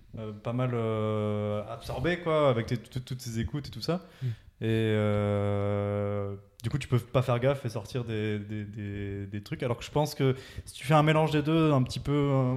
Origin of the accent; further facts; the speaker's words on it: Montpellier, Occitanie, France; now in Toulouse, France; Je suis un peu un néo-toulousain, moi. On est un petit peu arrivé en même temps avec Vincent à Toulouse, parce que nous, de base, on est de Montpellier, et on s'est exilé à Toulouse